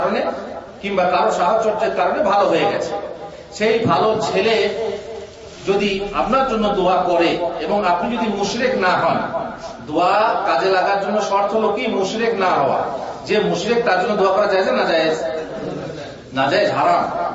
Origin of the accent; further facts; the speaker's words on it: Bardhaman, West Bengal, India; moved away as an adult; also born or lived in Uttar Pradesh; আমার হচ্ছে পশ্চিম বাংলা, বর্ধমানে আমার বাড়ি, শিক্ষা দীক্ষা বর্ধমানে, তারপর উত্তরপ্রদেশে, উত্তরপ্রদেশ থেকে স্কলারশিপ নিয়ে মদিনা ইউনিভার্সিটিতে পড়াশোনা করেছি।